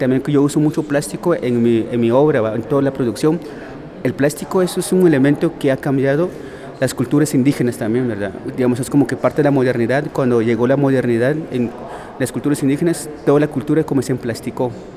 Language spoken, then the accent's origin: Spanish; Guatemala; soy de Guatemala y vengo a representar una mi obra aquí en Medellín.